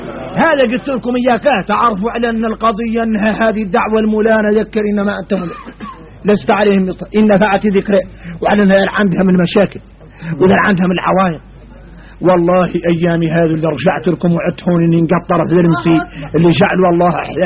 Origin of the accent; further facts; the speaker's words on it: Mauritania; نحن موريتاني